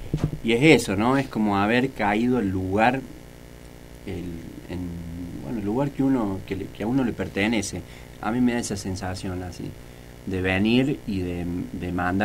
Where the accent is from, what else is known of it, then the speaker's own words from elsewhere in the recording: Río Cuarto, Córdoba, Argentina; nosotros vinimos, lo venimos haciendo de Río Cuarto, en el patio de casa